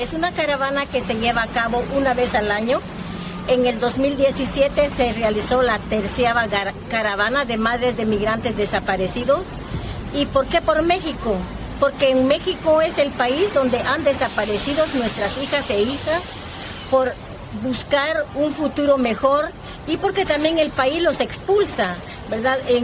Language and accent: Spanish; Guatemala; soy Maya Cachiquel de Guatemala.